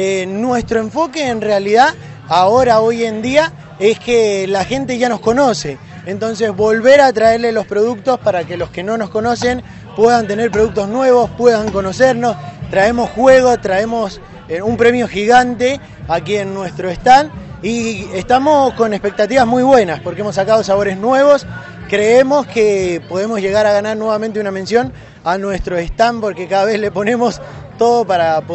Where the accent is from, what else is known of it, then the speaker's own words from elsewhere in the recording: Luján de Cuyo, Mendoza, Argentina; Nosotros somos de Mendoza, justamente de Luján de Cuyo.